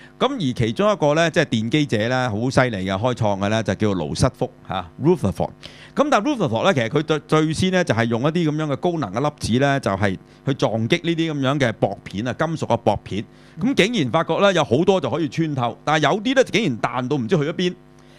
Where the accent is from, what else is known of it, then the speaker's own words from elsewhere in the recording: China; 你呢種咧就正正我哋中國人叫咩啊？